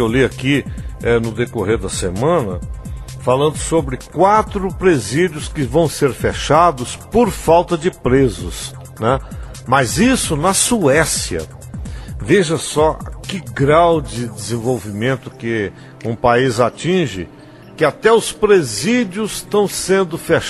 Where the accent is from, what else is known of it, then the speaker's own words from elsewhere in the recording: Brazil; Eu sou brasileiro, vibro pelo meu país, torço pelo meu país.